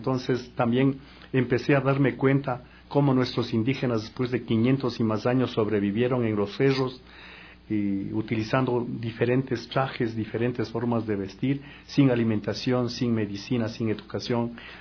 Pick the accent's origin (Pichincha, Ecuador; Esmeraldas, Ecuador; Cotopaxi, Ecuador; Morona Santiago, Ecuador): Cotopaxi, Ecuador; Lo más importante también haber salido a la Tacunga, yo soy de Cotopaxi